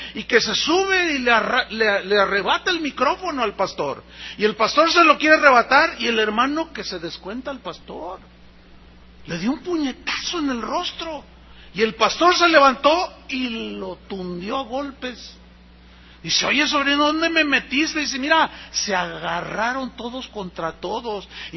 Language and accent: Spanish; San Luis Potosí, Mexico; yo tengo familia en la ciudad donde nací. Yo soy de San Luis Potosí.